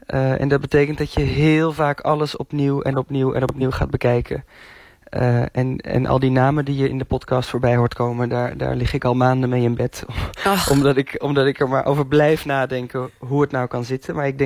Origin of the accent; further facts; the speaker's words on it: North Brabant, Netherlands; en ik kom uit de buurt van Vught